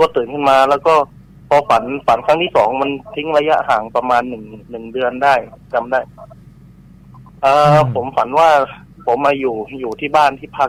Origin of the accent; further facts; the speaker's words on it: Southern Thailand, Thailand; ผมก็ต้องเท้าความก่อนนะครับว่าผมเป็นคนใต้ครับ